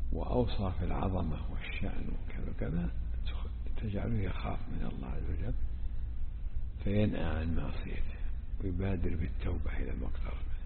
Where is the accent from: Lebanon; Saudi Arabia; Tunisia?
Saudi Arabia; Najd; العوام عندنا في نجد عندهم خلط هذا